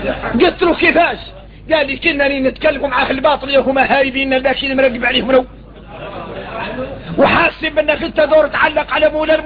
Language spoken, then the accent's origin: Arabic; Mauritania; يا غير احنا موريتاني انين